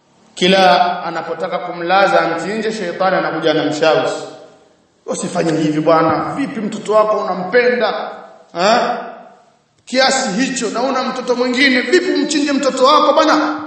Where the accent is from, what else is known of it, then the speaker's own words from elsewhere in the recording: Tanga, Tanga Region, Tanzania; Nakumbuka sisi kule kwetu Tanga kuna bwana mmoja alikuwa akisemewa